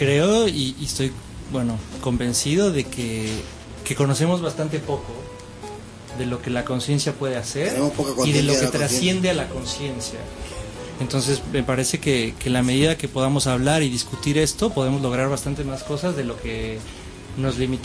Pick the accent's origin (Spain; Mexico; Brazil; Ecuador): Mexico; moved away as an adult; also born or lived in Argentina; pues sí, soy mexicano, nací allá, estudié ahí la carrera y después fui a Argentina a hacer unos posgrados